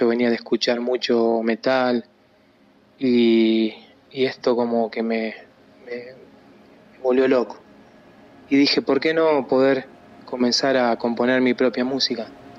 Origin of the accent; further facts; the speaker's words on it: Monte Maíz, Córdoba, Argentina; Hacer música en Córdoba, o mejor dicho, en mi pueblito Monte Maíz